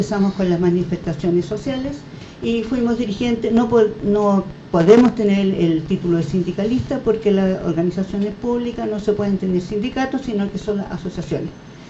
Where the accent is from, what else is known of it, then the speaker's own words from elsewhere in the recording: Santiago, Santiago Metropolitan, Chile; La verdad es que yo soy santiaguina, nací en Ñuñoa, me crié en Santiago, trabajé en Santiago, o sea, tengo más de 60 años también, la verdad estoy a punto de cumplir 70, y todo ese lapso de tiempo lo pasé en Santiago